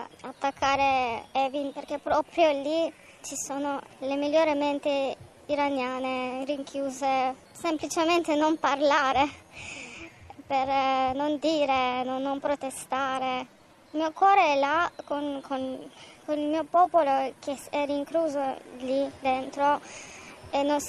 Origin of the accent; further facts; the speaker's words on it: Iran; now in Italy; Io mi sento divisa in due, il mio cuore è lì, nel mio paese.